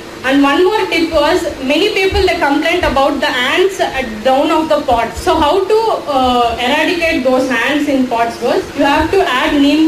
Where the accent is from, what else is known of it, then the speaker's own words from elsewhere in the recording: Andhra Pradesh, India; Kannada is a second language; ನಾನು ಆಂಧ್ರ ಊರಿಂದ ಬಂದಿದ್ದು ಸ್ವಲ್ಪ ಕನ್ನಡ ಅಡ್ಜಸ್ಟ್ ಮಾಡ್ಕೊಳ್ಳಿ, ಮಿಕ್ಸ್ ಮಾಡಿ ಹೇಳ್ತೀನಿ ಎಲ್ಲ.